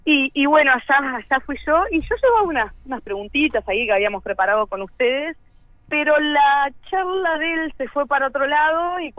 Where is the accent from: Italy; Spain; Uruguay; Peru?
Uruguay; moved away; que como uruguayos podíamos entrar acá